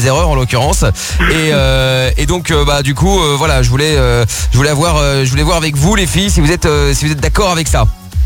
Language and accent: French; Portugal; parce qu'on est on est portugais tous les deux